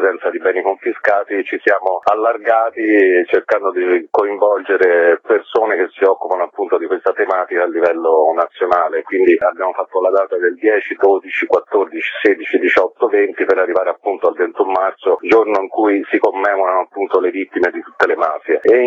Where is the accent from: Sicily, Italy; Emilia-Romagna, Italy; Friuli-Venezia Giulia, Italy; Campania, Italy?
Sicily, Italy; moved away; essendo siciliano emigrato in Toscana, meno male ho frequentato per anni la Sicilia